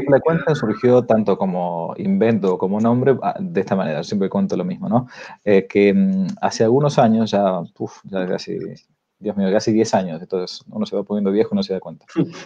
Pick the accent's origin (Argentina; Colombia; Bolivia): Argentina; accent: porteño; como yo no soy de San Rafael, sino que más bien para ellos era un porteño, ¿no? Aunque no nací en Buenos Aires, pero tengo la tornada más bien de un porteño